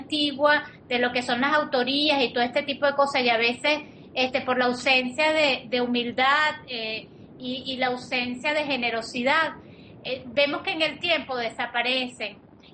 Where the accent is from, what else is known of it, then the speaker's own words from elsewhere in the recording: Venezuela; muchos somos venezolanos, es decir, venezolanos que parece que con esta cosa de ser abiertos, de ser espontáneos